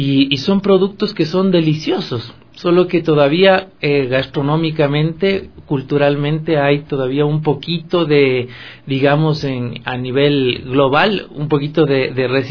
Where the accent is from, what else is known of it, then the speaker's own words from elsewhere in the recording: Ecuador; como ecuatorianos somos muy, muy conservadores, muy tradicionalistas en nuestra gastronomía.